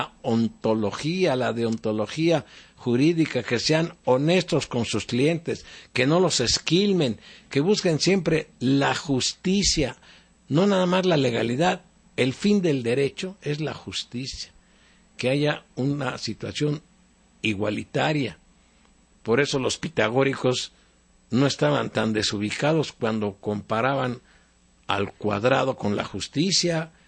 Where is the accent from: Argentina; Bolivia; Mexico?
Mexico; yo siempre he pensado que yo como mexicano no tengo por qué reconocerle públicamente a un presidente